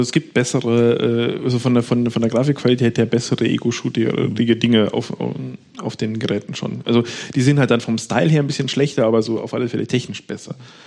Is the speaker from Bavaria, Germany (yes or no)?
yes; Bavaria, Germany; wie er so schön heißt bei uns in Bayern